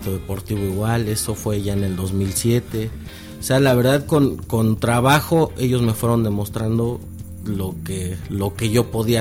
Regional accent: Pachuca, Hidalgo, Mexico; Pachuca, Hidalgo.

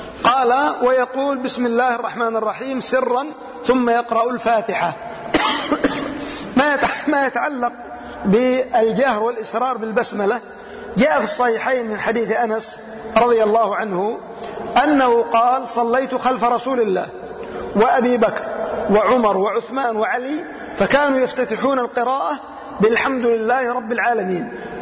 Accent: Yemen; أناس عندنا في اليمن يسيرون على هذا الطريق

